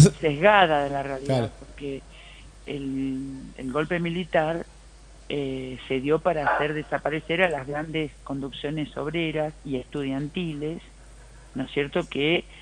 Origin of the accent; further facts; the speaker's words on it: Hurlingham, Buenos Aires Province, Argentina; que yo soy de Hurlingham, cuando cumplía 17 años.